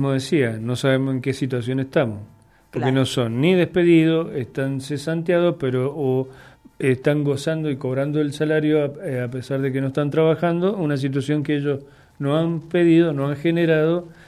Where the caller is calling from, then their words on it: Mendoza, Argentina; somos de Mendoza, Radio Comunitaria de Cuyún.